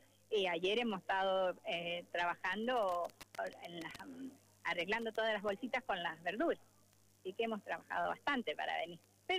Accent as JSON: {"language": "Spanish", "town": "La Consulta", "region": "Mendoza", "country": "Argentina", "said": "Nosotros venimos desde San Carlos, del distrito de La Consulta. Somos unos productores y otros son de otros distritos, pero todos somos del departamento de San Carlos."}